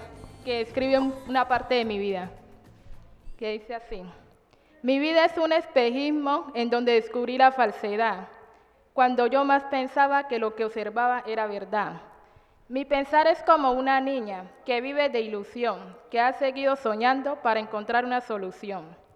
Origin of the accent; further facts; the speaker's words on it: Bajo Calima, Valle del Cauca, Colombia; now in Cali, Colombia; vengo del Bajo Calima. La principal razón de reinsertarme acá en Cali